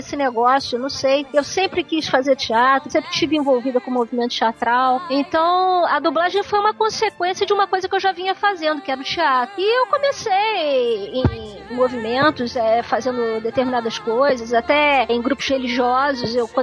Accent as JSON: {"language": "Portuguese", "region": "Rio de Janeiro", "country": "Brazil", "said": "Há 52 anos que eu sou do Rio."}